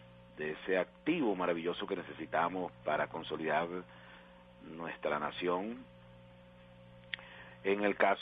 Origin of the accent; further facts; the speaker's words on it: Venezuela; Las víctimas somos los venezolanos decentes